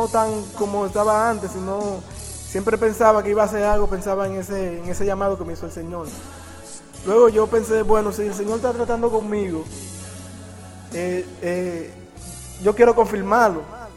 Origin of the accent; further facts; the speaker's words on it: Barahona, Dominican Republic; llegué al sitio donde iba, de Barahona, que es mi sitio, mi tierra natal, hasta Samaná.